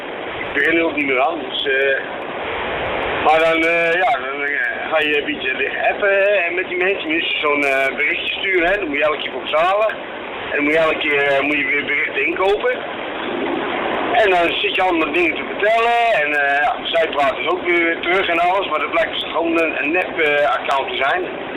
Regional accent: Hees, Gelderland, Netherlands; want ik kom zelf uit Hees.

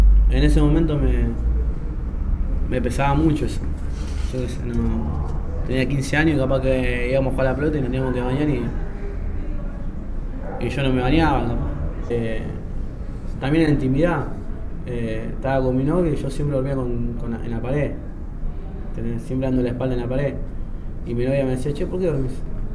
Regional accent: Flores, Buenos Aires, Argentina; Hoy tengo 27 años, soy de Flores

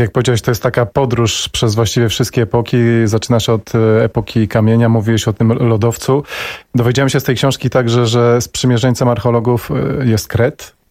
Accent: Warsaw, Masovian Voivodeship, Poland; now in Kampinos, Poland; jako warszawiak, potem się przeprowadziłem do Campinosu

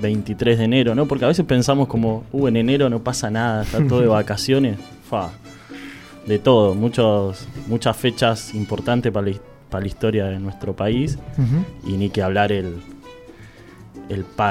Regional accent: Aldo Bonzi, Buenos Aires Province, Argentina; Yo soy de Aldo Bonzi.

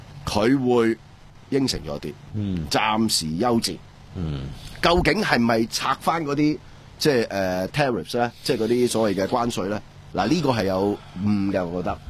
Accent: Hong Kong

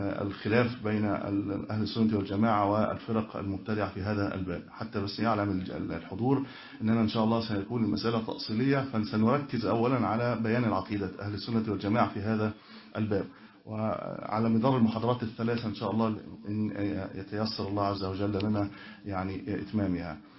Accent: Cairo, Cairo Governorate, Egypt; والله أنا من القاهرة كنت أجلس هنا معكم

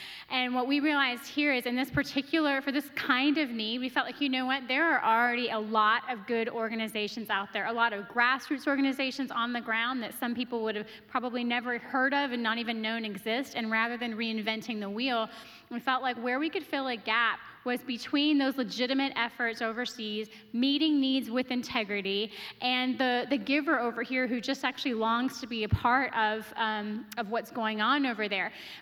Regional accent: Toronto, Ontario, Canada; born there; and I was born in Toronto.

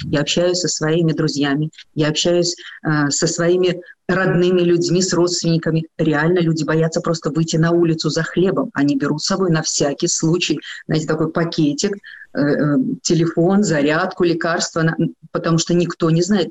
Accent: Belarus; born there; Я родилась в Белоруссии. Я родилась вообще в Советском Союзе. Мы все жили в одной большой, красивой, дружной стране.

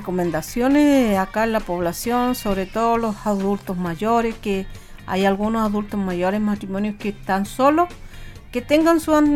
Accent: Chile; nada que ver acá en Chile, pero como los chilenos somos

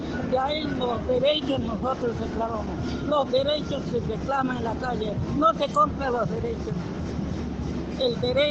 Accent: Altiplano, Bolivia; now in Argentina; Yo vivo acá en la Argentina desde la dictadura. Yo soy joya de Bolivia, del altiplano

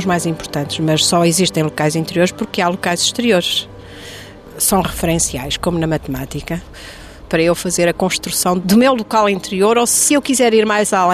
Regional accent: Santa Clara-a-Nova, Alentejo, Portugal; born there; Eu nasci na Santa Clara à Nova.

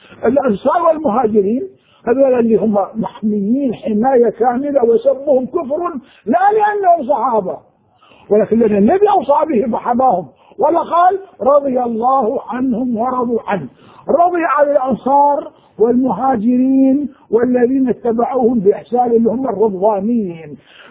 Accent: Anbar, Iraq; أنا كنت أنا من أهل الأنبار

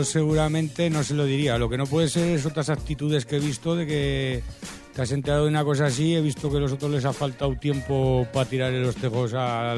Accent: Jaraba, Aragon, Spain; Esto en Jaraba, ya sabes que soy de Jaraba

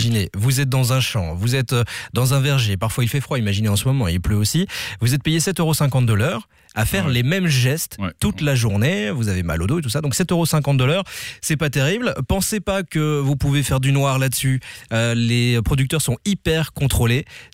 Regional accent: Belgium; Et c'est la saison de quel fruit chez nous en Belgique ?

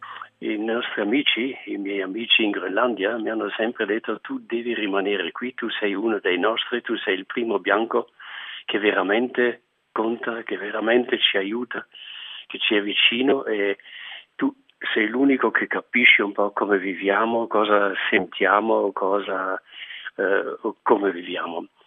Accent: Bolzano, Trentino-Alto Adige, Italy; sono nato vicino a Bolzano e ho fatto la prima vita a Bolzano.

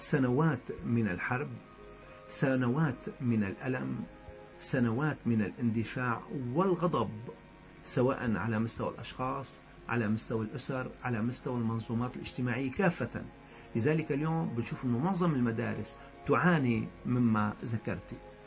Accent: Syria; يعني بلهجتنا نحن السوريين.

